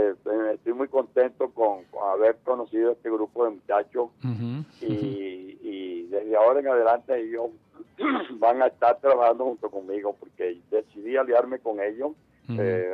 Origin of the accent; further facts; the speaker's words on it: Caripito, Monagas, Venezuela; en el pueblo donde yo nací, en Caripito, en el estado Monagas.